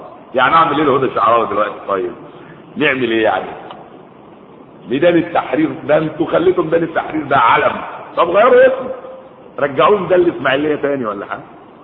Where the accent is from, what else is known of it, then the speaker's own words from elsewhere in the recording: Sudan; عندنا في السودان